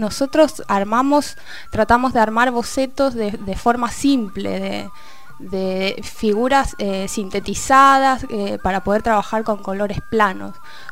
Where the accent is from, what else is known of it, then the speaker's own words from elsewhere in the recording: Valparaíso, Chile; yo vengo de Valparaíso, que es un lugar en el centro de Chile, al lado del mar, donde llegan muchos barcos, mucha gente de todo el mundo. Hay casas de colores, hay música, hay teatro por todos lados.